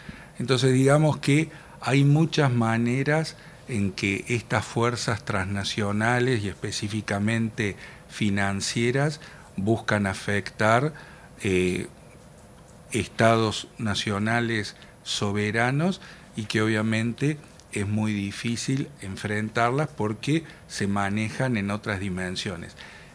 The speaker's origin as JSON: {"language": "Spanish", "country": "Argentina", "said": "es el desafío que tenemos como argentinos, ¿no?"}